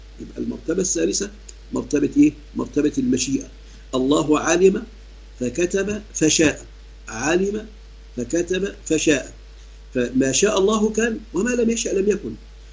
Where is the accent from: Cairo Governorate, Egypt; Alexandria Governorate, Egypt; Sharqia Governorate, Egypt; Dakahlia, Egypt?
Sharqia Governorate, Egypt; عندنا في مصر الشرقية